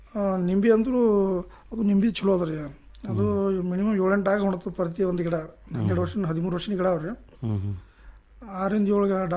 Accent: Katharagrama, Karnataka, India; Indi taluk ಕಾತರಗ್ರಾಮ ನನ್ನೂರು.

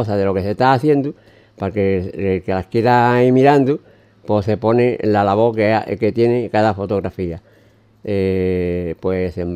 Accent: Grazalema, Andalusia, Spain; yo soy de Grazalema, padre, llevo aquí muchos años afincado y es mi segundo pueblo.

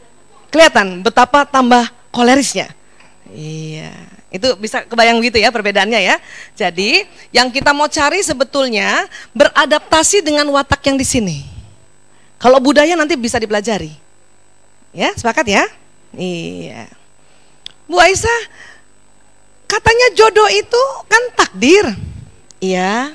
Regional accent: Medan, North Sumatra, Indonesia; Tapi saya lahir di Medan, besar di Medan.

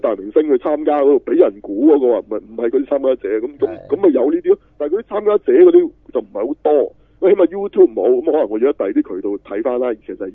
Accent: Hong Kong; 係我哋香港人唔識嘅啫

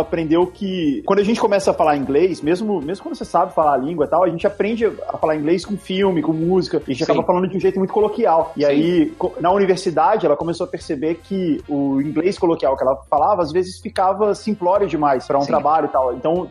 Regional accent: Brasília, Federal District, Brazil; born there; now in São Paulo, Brazil; eu não sou de São Paulo, né? Eu nasci em Brasília, e quando eu me mudei pra São Paulo

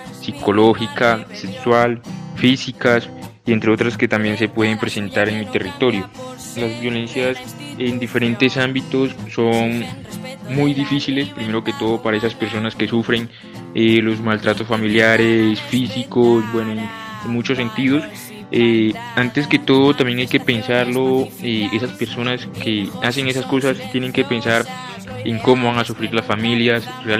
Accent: Alto Mira y Frontera, Nariño, Colombia; now in Bogotá, Colombia; tengo 19 años, soy de Alto Miri Frontera, del departamento de Nariño. Por el momento me encuentro en la ciudad de Bogotá.

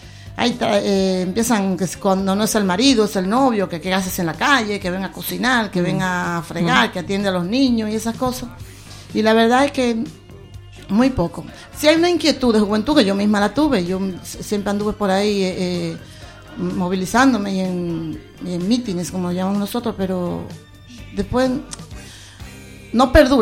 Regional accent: Dominican Republic; Sí, República Dominicana, sí

